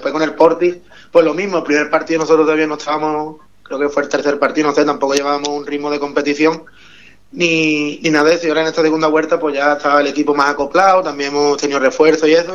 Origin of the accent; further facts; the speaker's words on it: El Bosque, Andalusia, Spain; venimos todos desde el Bosque, quitando tres que hay de Ubrique, venimos todos desde el Bosque y desde Villamartín.